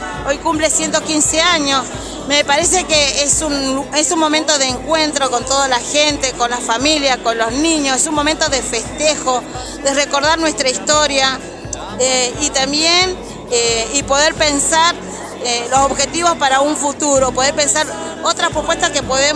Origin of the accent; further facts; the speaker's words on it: Jujuy, Argentina; estoy acá en la localidad de Puyén hace 11 años. Soy de la provincia de Jujuy. En Chubú estoy 21 años, así que ya soy patagónica.